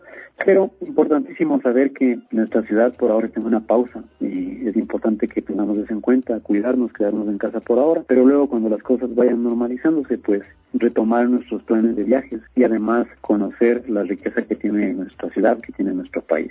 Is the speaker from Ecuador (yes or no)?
yes; Quito, Pichincha, Ecuador; Somos los mismos quiteños, somos los residentes de nuestra ciudad